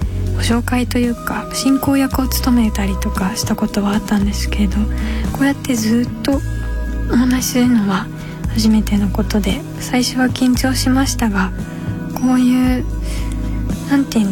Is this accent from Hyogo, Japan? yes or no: no; Kyoto, Japan; accent: Kyoto dialect; 私は京都出身なんですけど、父が京都人、母が東京の人ということで、父がずっと出張でお家にいなかったので母親の言葉で基本育っていって、あんま上手じゃないんですよ